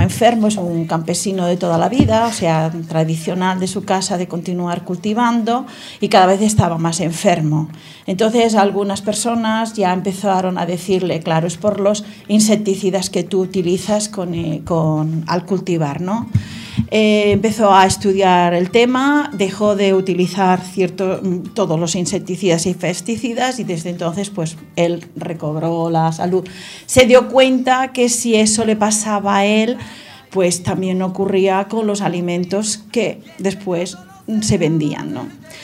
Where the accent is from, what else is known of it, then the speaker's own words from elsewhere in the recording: Catalonia, Canada; now in Écija, Spain; Yo vengo de una zona, pues si este señor es catalán, yo también sabéis que soy catalana